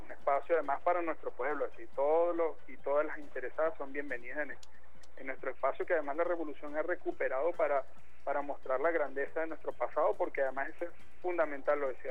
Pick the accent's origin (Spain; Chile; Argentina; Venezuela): Venezuela; sistematiza lo que somos ahora como venezolanos